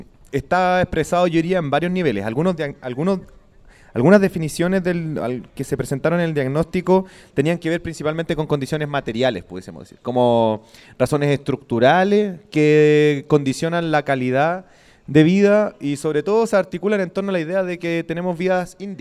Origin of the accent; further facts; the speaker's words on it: Temuco, Araucanía, Chile; now in Santiago, Chile; sobre todo acá en Santiago, yo soy de Temuco, entonces también conozco otra experiencia